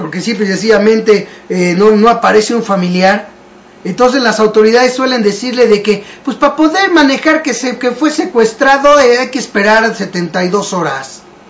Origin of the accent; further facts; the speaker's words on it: Mexico; el resto, que somos los mexicanos que financiamos, a final de cuentas, el gobierno